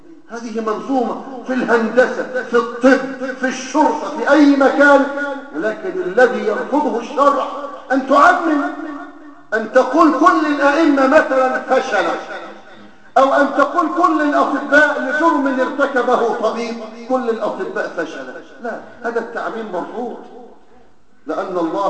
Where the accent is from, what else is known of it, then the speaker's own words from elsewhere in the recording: Egypt; في بلدنا مصر